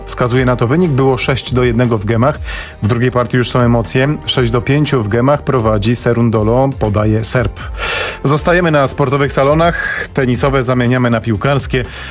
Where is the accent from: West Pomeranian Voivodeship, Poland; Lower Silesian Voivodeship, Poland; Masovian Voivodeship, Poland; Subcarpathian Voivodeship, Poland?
Masovian Voivodeship, Poland; Warsaw; Potwierdzam, pochodzę z warszawskiego Brudna.